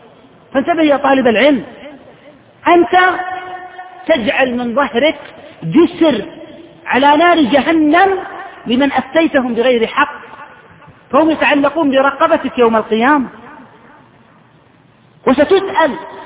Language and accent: Arabic; Saudi Arabia; العقوبة عندنا في السعودية 6 أشهر سجن وفصل من العمل.